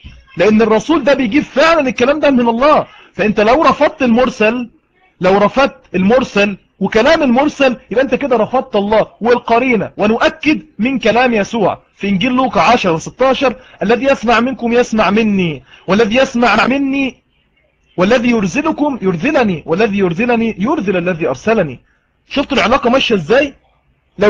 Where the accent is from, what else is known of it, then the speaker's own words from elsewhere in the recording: Egypt; انا مصري وهو مصري